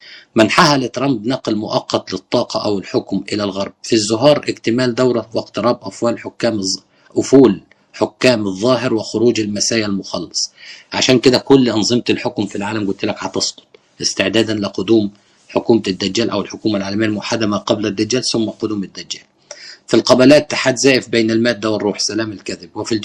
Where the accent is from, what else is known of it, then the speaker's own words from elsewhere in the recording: Egypt; بيشوفوا أنه أعظم وسام عندنا في مصر